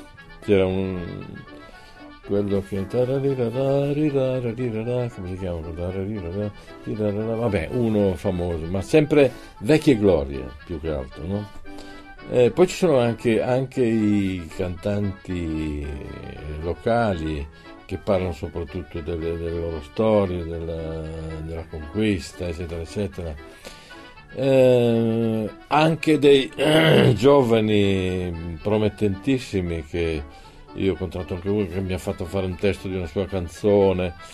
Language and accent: Italian; Piedmont, Italy; Sarà che io vengo dal Piemonte, dove siamo tutti un po' falsi cortesi